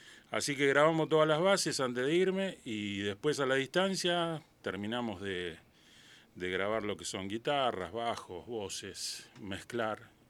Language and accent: Spanish; Argentina; Bueno, un agrado estar de nuevo acá en Argentina, en mi tierra.